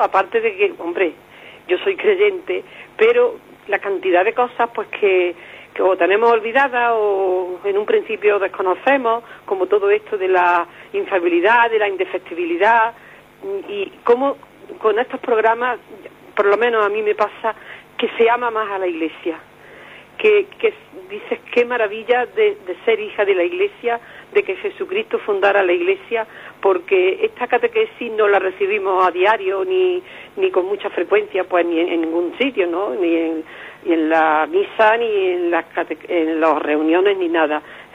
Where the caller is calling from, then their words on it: Córdoba, Andalusia, Spain; de Córdoba.